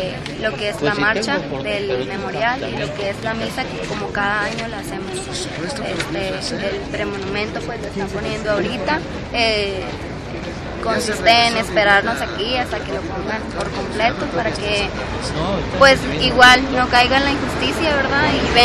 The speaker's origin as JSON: {"language": "Spanish", "town": "Sabinas", "region": "Coahuila", "country": "Mexico", "said": "Venimos desde Coahuila, Sabinas, Coahuila, 18 a 20 horas de camino, pero estamos aquí."}